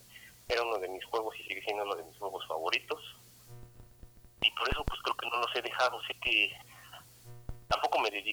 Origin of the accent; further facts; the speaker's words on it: Mexico; soy de aquí de México.